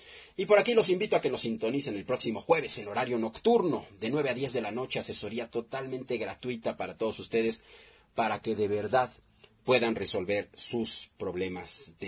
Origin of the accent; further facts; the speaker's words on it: Mexico; Todo lo que nos toca hacer a nosotros, como mexicanos, como gente que quiere salir adelante, como gente responsable, como gente orgullosa de sus raíces